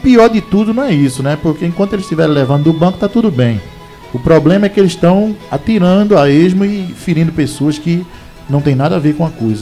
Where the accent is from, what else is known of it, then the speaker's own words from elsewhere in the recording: Brazil; apesar de estarmos longe, mas somos brasileiros